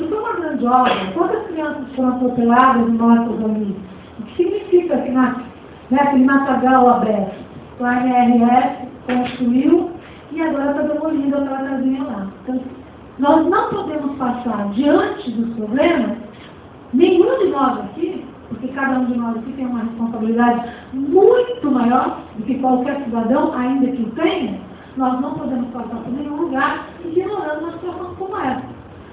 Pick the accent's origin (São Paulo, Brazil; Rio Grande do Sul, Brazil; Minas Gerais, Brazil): São Paulo, Brazil; Cubatão; eu nasci em Cubatão e moro no Carteiro desde os 7 anos. Então, eu posso dizer que eu moro há quase 50 anos no Jardim Carteiro.